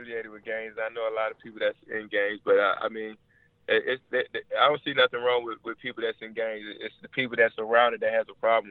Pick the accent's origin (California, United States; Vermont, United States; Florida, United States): Florida, United States; Orlando; Living in Orlando, I'm from Orlando.